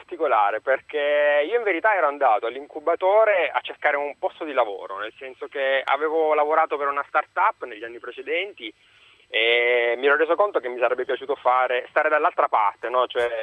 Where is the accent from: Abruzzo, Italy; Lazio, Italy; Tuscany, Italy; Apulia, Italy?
Abruzzo, Italy; Io sono abruzzese.